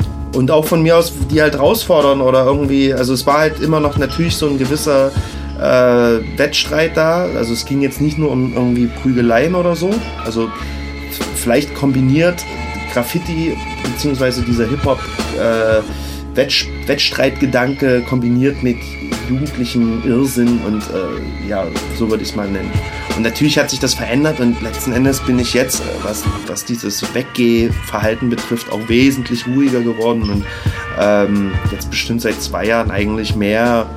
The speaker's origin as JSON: {"language": "German", "town": "Leipzig", "region": "Saxony", "country": "Germany", "tie": "born or raised there", "said": "ich bin ja in Leipzig-Grünau aufgewachsen, Plattenbausiedlung"}